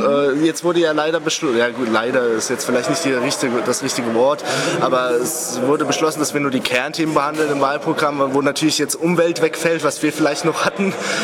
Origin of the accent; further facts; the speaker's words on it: Hesse, Germany; also G8 ist bei uns in Hessen, es ist in Bayern, zum Beispiel in Bayern ist es relativ gut konzeptiert, so sehe ich das. Und in Hessen ist es wirklich total chaotisch gewesen.